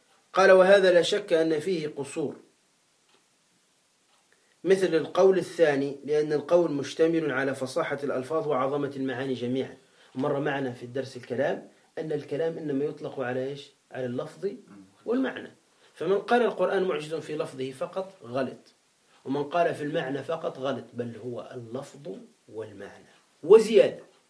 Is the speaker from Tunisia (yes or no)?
yes; Tunisia; هذا عندنا في تونس هكذا قال